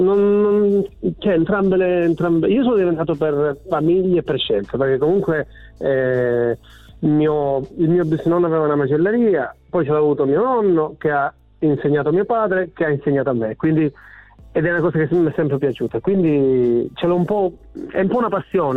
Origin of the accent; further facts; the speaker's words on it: San Costantino Calabro, Calabria, Italy; Sì, sono calabrese.